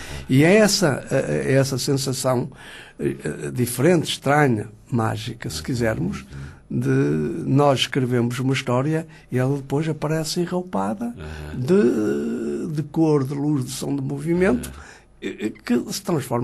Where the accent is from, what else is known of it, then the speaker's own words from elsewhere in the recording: Avintes, Porto, Portugal; Sou natural de Vintes.